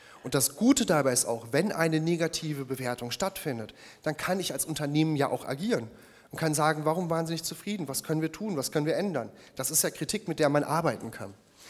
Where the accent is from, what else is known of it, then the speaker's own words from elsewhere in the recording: North Rhine-Westphalia, Germany; born there; Ich habe gerade eben schon erwähnt, gebürtiger Ostwestfale.